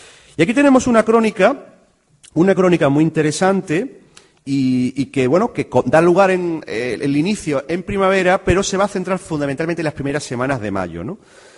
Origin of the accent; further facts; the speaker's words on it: Seville, Andalusia, Spain; Yo soy del barrio de Triana, lo llevo a gala